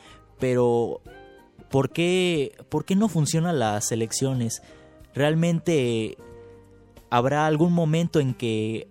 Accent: Veracruz, Mexico; En Veracruz, lugar de donde yo soy, hubo robo de urnas.

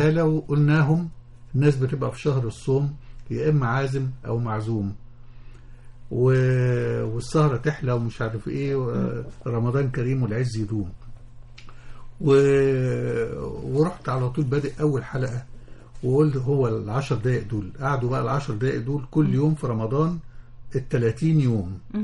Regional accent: Damanhur, Beheira, Egypt; now in Cairo, Egypt; انا اصلا من دمنهور انا مش قاهري

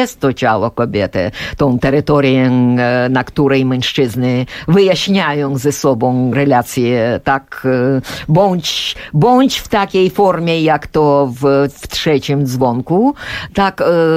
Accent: Ukraine; Polish is a second language; bo przecież no wyrostałam jako Ukrainka w tym Sojuszu Sowieckim

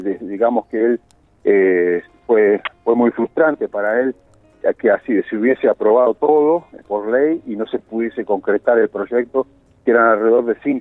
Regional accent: Los Toldos, Buenos Aires Province, Argentina; yo que soy de origen, digamos, bonaerense, del interior de la provincia de Buenos Aires, yo soy nativo de una localidad que se llama Los Toldos, cerca de la ciudad de Junín

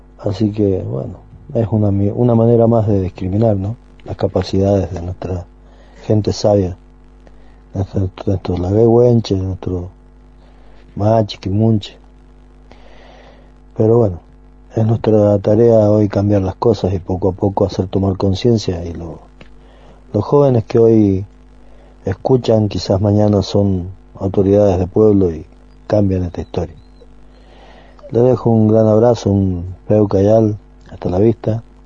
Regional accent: San Rafael, Mendoza, Argentina; Les estoy saludando y les estoy diciendo que soy de San Rafael Mendoza

